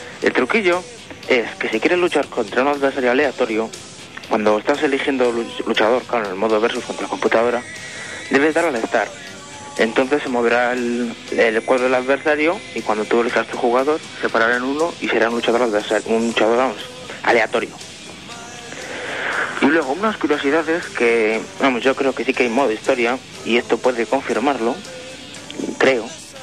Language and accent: Spanish; Valladolid, Castile and León, Spain; soy de Valladolid.